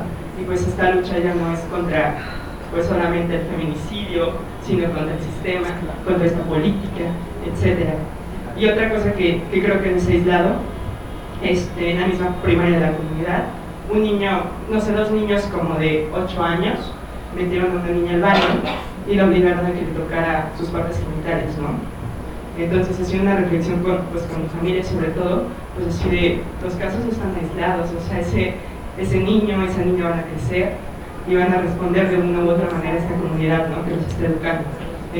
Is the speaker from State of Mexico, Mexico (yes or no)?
yes; State of Mexico, Mexico; yo soy del Estado de México, vivo en un pueblo de Lerma